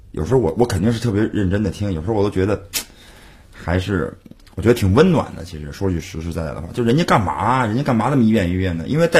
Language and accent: Chinese; Beijing, China; accent: Beijing; 而且我是北京人，我说话容易北京腔